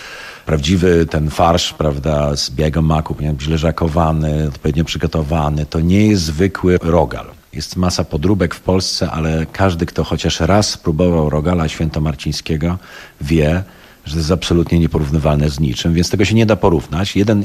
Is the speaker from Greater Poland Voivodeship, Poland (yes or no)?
yes; Poznań, Greater Poland Voivodeship, Poland; born there; now in Kraków, Poland; Ja jestem poznaniakiem z urodzenia właśnie, już nomen omen.